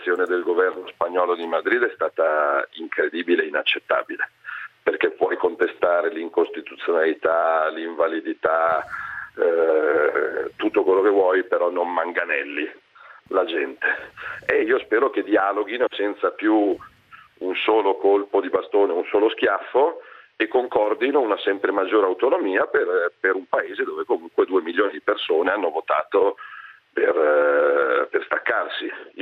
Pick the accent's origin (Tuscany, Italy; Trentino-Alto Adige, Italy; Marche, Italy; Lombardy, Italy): Lombardy, Italy; Milan; il 22 ottobre io non vado a votare da milanese